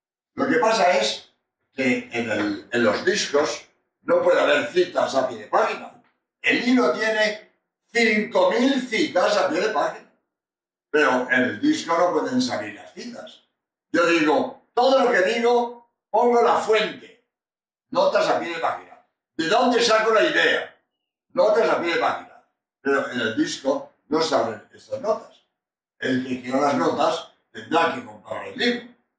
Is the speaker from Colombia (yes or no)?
no; Spain; español y autor de este libro.